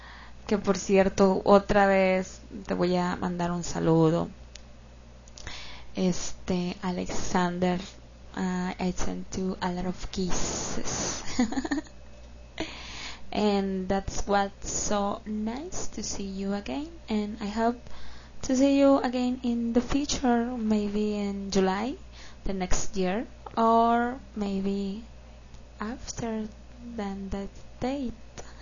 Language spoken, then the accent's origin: Spanish; Culiacán, Sinaloa, Mexico; Y yo soy de Culiacán y aquí vivo en Culiacán.